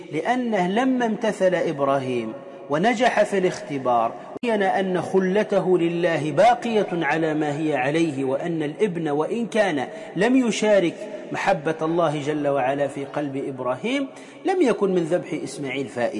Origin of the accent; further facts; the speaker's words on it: Tunisia; وإن كان كما يقال عندنا في تونس